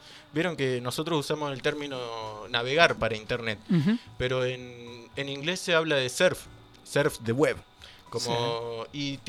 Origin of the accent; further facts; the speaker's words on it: Rawson, Chubut, Argentina; Cuando yo estaba lejos de Rawson, que es de donde yo vengo, de Rawson, de Trelew